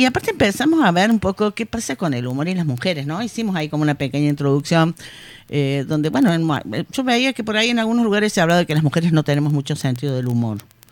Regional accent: Córdoba, Argentina; No, sabes que yo soy cordobesa

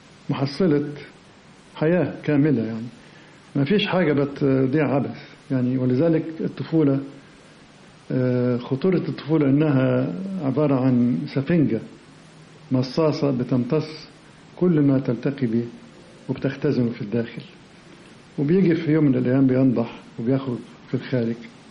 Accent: Alexandria, Alexandria Governorate, Egypt; now in Cairo, Egypt; احنا هاجرنا من اسكندرية إلى القاهرة مخصوص علشان ألتحق بمدرسة الفنون

